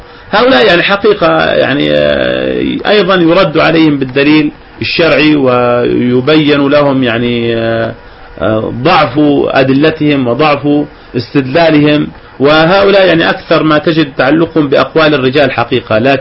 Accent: Jordan; عندنا في الأردن وبفضل الله عز وجل مجموعة وبالذات في منطقة إربد

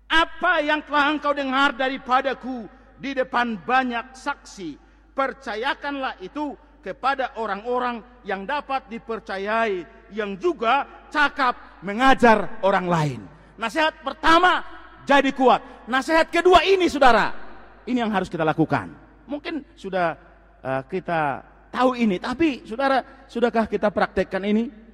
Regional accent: North Sumatra, Indonesia; Nah kalau orang kita orang Tapanuli kan

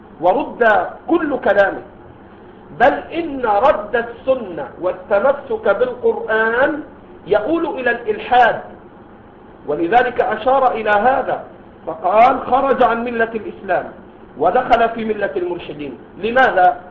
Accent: Egypt; هؤلاء الذين ظهروا في بلدنا مصر وغيره

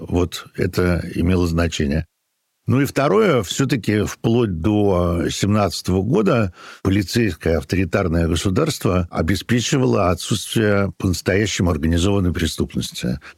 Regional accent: Saint Petersburg, Russia; Даже я помню маленьким, я вырос на Петроградской стороне в 50-60-е годы

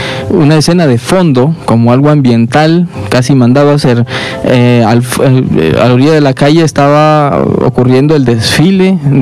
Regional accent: Honduras; es parte de la cultura de nuestro país, de identificarnos como hondureños

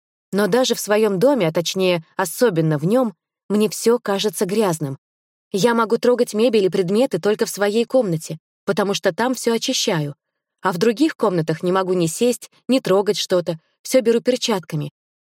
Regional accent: Moscow, Russia; born there; Я росла очень развитым и талантливым ребенком в обеспеченной семье. Родилась в Москве.

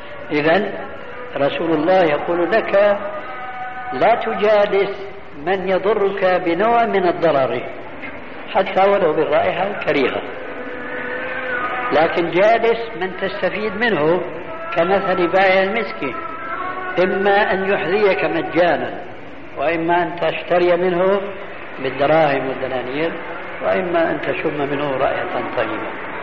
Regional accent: Syria; يعيش في بعض البلاد عندنا في سوريا

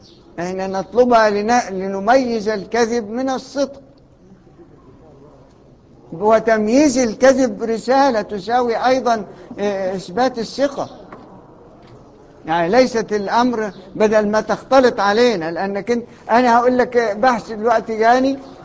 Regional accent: Egypt; ايه اللي جاب عندنا احنا معذرة يعني كمصريين الشبهة دي؟

